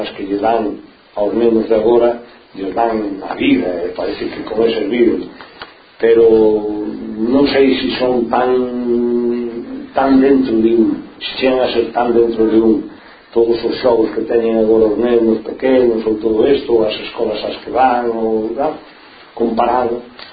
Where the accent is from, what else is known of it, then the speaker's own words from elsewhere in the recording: Galicia, Spain; como galegos forzosamente estamos obrigados a reconhecerlo en todos os sitios